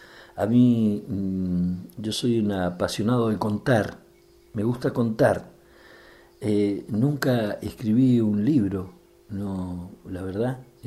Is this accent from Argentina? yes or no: yes; El Bolsón, Río Negro, Argentina; born there; Nací en el Bolsón